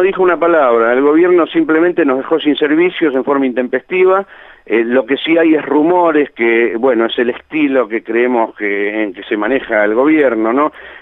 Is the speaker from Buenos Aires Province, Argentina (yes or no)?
yes; Sierra de la Ventana, Buenos Aires Province, Argentina; los anfitriones, que somos la gente de Sierra de la Ventana, Villa Ventana y Salungaray, de acá del municipio de Torquín